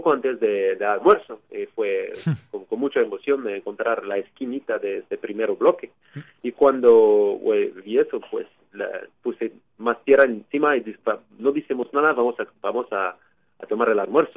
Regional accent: Quebec, Canada; also born or lived in Ontario; yo hice mis estudios universitarios en Quebec, de donde soy, en la Universidad de Montreal, y después hice una maestría en Ontario, en Canadá.

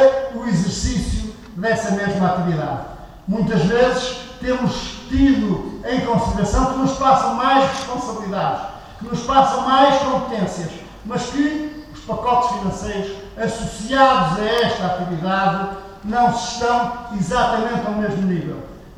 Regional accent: Portugal; por aquilo que somos enquanto portugueses

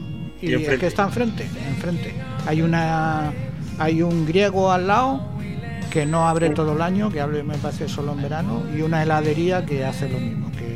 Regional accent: Toledo, Castilla-La Mancha, Spain; Yo me sé la de mi pueblo, la de Toledo.

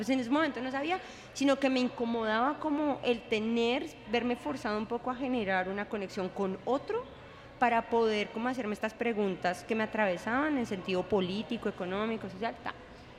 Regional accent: Colombia; pues somos colombianos y yo voy allá y hay empanadas

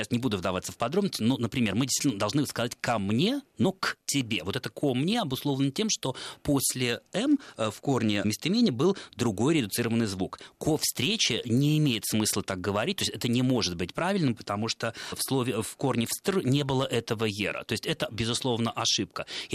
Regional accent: Saint Petersburg, Russia; И сами мы питерские.

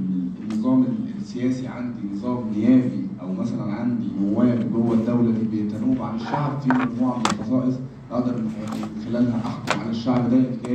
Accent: Egypt; احنا عندنا في مصر احنا عندنا الثلاث سلطات منفصلين عن بعض

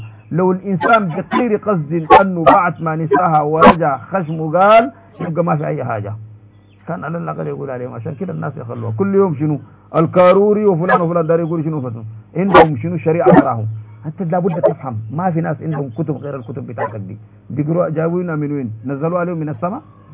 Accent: Sudan; now in Saudi Arabia; نحن سودانيين يا مولانا قاعدين هنا في السعودية،

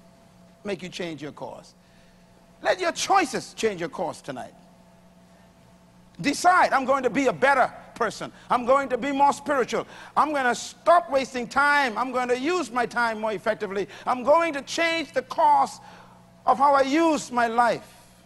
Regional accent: Bain Town, New Providence, Bahamas; And I was born in Bain Town in the heart of two liquor bars on left and right.

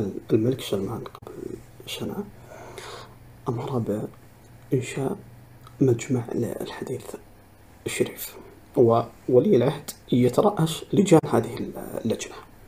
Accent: Saudi Arabia; لكن حنا كسعوديين نعترف بها بكل الإنجازات وبكل المكاسب

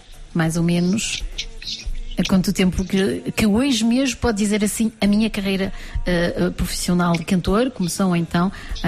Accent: Portugal; e na verdade somos lusa, somos portugueses, somos tudo

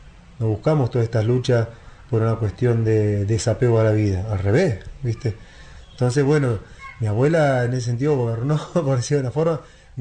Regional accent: La Pampa, Argentina

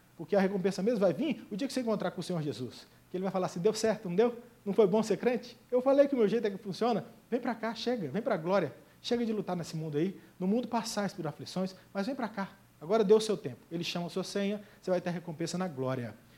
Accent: Goiás, Brazil; Eu sou do Goiás. No Goiás, se você manda um pudim numa vasilha, ele volta com arroz doce na mesma vasilha.

